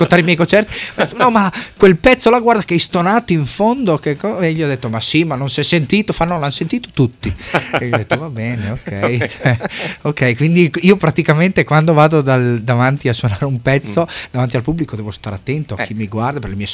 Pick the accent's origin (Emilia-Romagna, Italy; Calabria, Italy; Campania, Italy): Emilia-Romagna, Italy; Reggio Emilia; Sì, vengo da Reggio Emilia, si sentirà anche un po' dal mio accento.